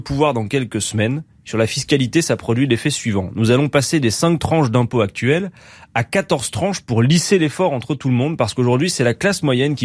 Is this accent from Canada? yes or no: no; Lille, Hauts-de-France, France; Je suis Lillois.